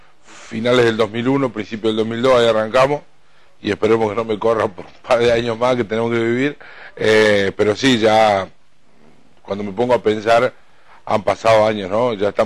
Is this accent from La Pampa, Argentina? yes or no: yes; La Pampa, Argentina; moved away; Yo soy pampeano, no soy cordobés, vine a estudiar aquí. Y en el camino que vine a estudiar, yo en el pueblo mío, mi familia tenía una radio